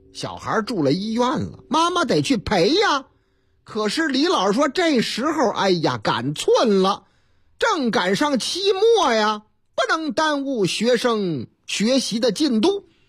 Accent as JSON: {"language": "Chinese", "region": "Chongqing", "country": "China", "tie": "born or raised there", "said": "我老家重庆"}